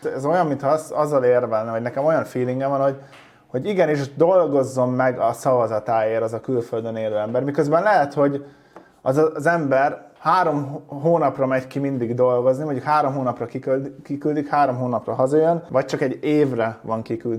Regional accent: Hungary; hanem én ide megszülettem, és magyarnak születtem

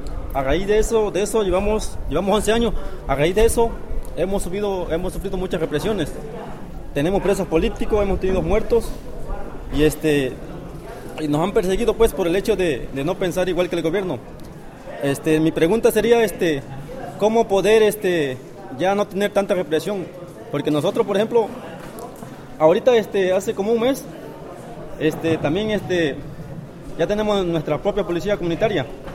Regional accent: Pinotepa Nacional, Oaxaca, Mexico; yo vengo de Pinotepa Nacional, en el estado de Oaxaca.

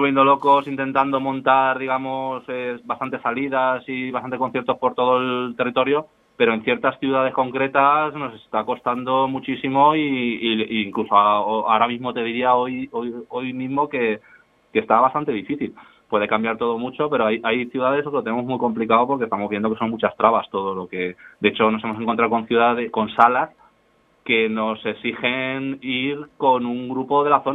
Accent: Madrid, Community of Madrid, Spain; Yo vengo de otra ciudad también muy grande, yo vengo de Madrid, de grupos de Madrid

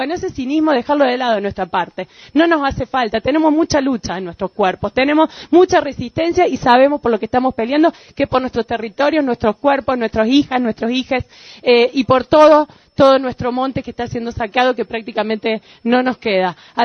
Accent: Paravachasca, Córdoba, Argentina; Yo soy de Parabachasca, venimos acá con nuestros compañeros y compañeras.

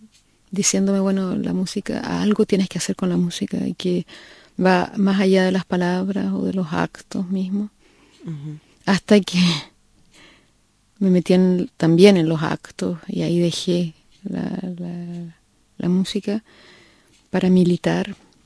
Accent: Concepción, Biobío, Chile; Nací en Concepción, y es una zona de Chile, donde llueve mucho, y donde no teníamos televisión, y donde yo iba solamente en la mañana a la escuela. En la tarde estábamos en casa, lloviendo, sin televisión, y muchos hermanos, éramos 7.

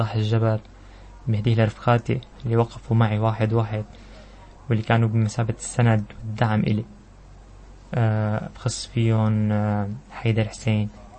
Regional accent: Syria; اول شيء بهديه طبعا لوطننا الحبيب والغالي بلدنا سوريا

